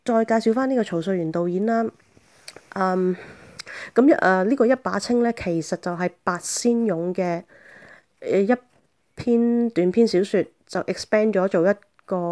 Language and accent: Cantonese; Hong Kong; 咁咧，在下作為一個香港人咧，就十分之滿意嘅